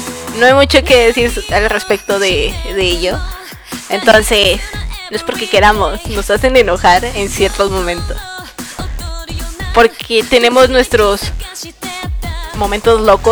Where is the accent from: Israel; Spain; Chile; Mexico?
Mexico; Soy mexicana, pero es lo único que les voy a decir.